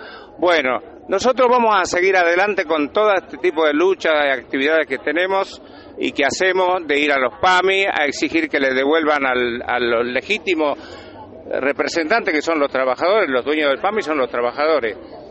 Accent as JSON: {"language": "Spanish", "town": "La Matanza", "region": "Buenos Aires Province", "country": "Argentina", "said": "vengo de La Matanza."}